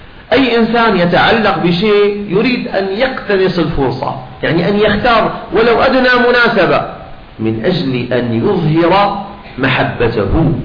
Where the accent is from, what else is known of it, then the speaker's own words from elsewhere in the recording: Syria; بعدين عندنا في الشام إذا كنا في مجلس صلاة على النبي أو مولد مثلا، نريد من الناس أن يصلوا على النبي